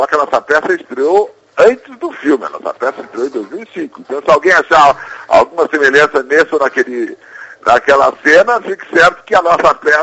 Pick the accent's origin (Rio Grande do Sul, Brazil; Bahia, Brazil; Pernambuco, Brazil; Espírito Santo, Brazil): Rio Grande do Sul, Brazil; now in Rio de Janeiro, Brazil; Bom, eu sou do Rio Grande do Sul, vim para cá em 1971.